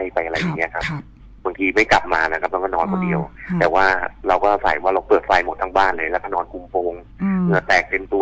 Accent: Nakhon Pathom, Thailand; ตอนนี้ผมอายุ46ละผมเกิดในยุค70ครับก็พอดีผมเป็นคนที่พื้นเพเป็นคนที่จังหวัดนครปฐมนะครับเกิดในเมือง

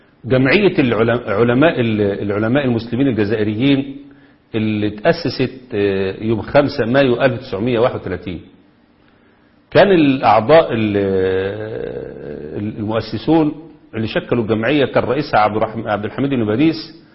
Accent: Egypt; نفس اللي حصل عندنا في مصر

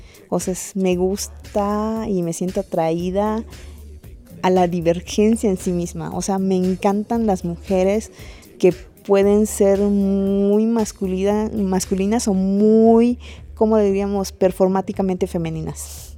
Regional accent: Mérida, Yucatán, Mexico; soy de Mérida, ajá, Yucatán, sí.

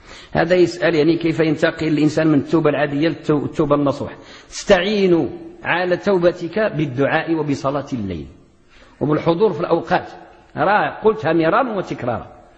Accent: Morocco; عندنا في المغرب راه دايزه فيه الزكاه في المغرب

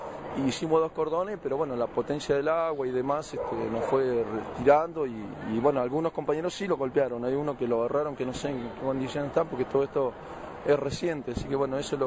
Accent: Pico Truncado, Santa Cruz, Argentina; Nosotros somos del interior, de Pico Truncado, Santa Cruz

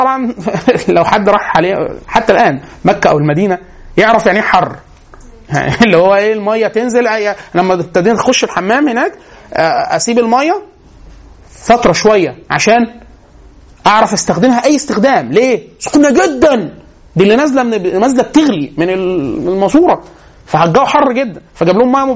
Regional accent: Egypt; بس احنا مصريين

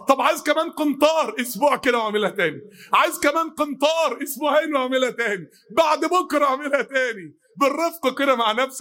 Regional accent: Mansoura, Dakahlia, Egypt; كان من قرية بينها وبين بلدنا المنصورة حوالي 10 كيلو

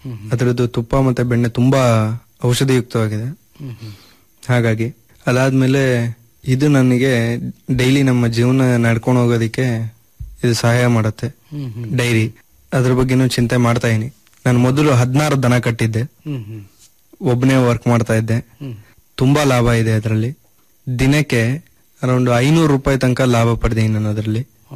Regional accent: Bhadravati, Karnataka, India; also born or lived in Bhimankatte; Sir, ನಾನು ಹುಟ್ಟಿದ್ದು ಭೀಮನ್ಕಟ್ಟೆ ಅಂತ, ತೀರ್ಥಹಳ್ಳಿ ತಾಲೂಕು. ಎಜುಕೇಷನ್ ಮಾಡಿದ್ದೆಲ್ಲ ಭದ್ರಾವತಿಯಲ್ಲೇನೆ. ಪೂರ್ಣಪ್ರಜ್ಞ ಮತ್ತು ಜವಾಹರಲಾಲ್ ನೆಹರು ಶಾಲೆಯಲ್ಲಿ ನಾನು ಓದಿದ್ದು.

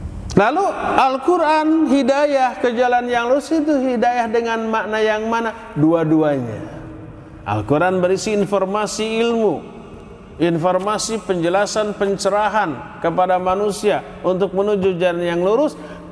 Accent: West Java, Indonesia; Sebagai orang Sunda, saya lewat nyebut punten sambil dongkok.

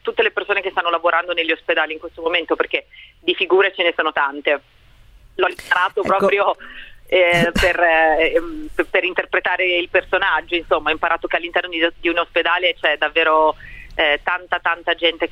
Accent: Milan, Lombardy, Italy; io sono rimasta a casa a Roma, anche se io sono di Milano

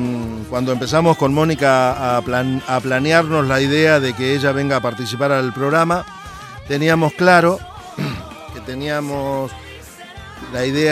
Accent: Santa Fe, Argentina; yo soy de Santa Fe y él es de Sauce Viejo.

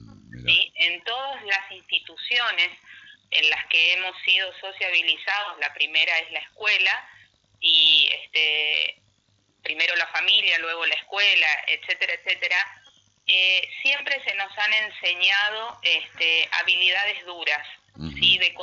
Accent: Resistencia, Chaco, Argentina; now in Buenos Aires, Argentina; Yo soy de Resistencia Chaco, vivo hace más de 20 años en Buenos Aires

